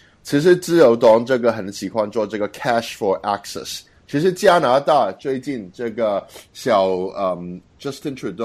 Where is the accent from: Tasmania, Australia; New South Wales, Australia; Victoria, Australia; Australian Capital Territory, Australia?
New South Wales, Australia; Sydney; 其实我就是小时候在雪里在悉尼。哪个就是在九十年代的初期，我就是这想中文学校哪个读本，其实又是用台湾的，不是用中国的，学的也是繁体字，不是简体字